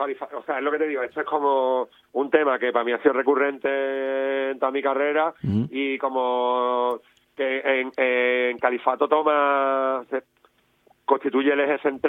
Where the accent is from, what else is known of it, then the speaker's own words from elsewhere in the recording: Andalusia, Spain; Soy andaluz y ya está, ¿sabes?